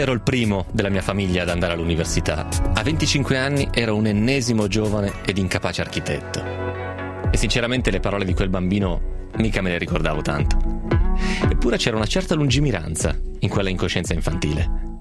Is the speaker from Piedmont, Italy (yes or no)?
yes; Piedmont, Italy; sono piemontese. Anzi, peggio, sono monferrino. Siamo teste dure, che difficilmente cambiano idea.